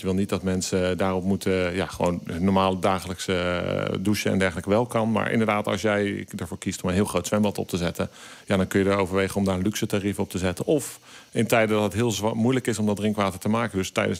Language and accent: Dutch; Netherlands; Ja, we zijn dus denk ik als Nederlanders niet bewust van hoe moeilijk en goed het is ons drinkwater is.